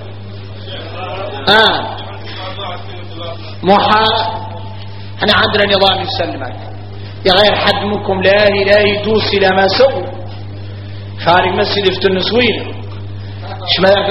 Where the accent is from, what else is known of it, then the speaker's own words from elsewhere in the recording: Mauritania; عندنا إحنا موريتاني